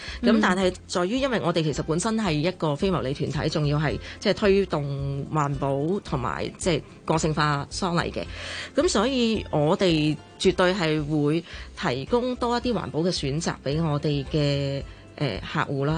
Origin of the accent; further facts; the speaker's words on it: China; 即係我哋中國人都好講承傳。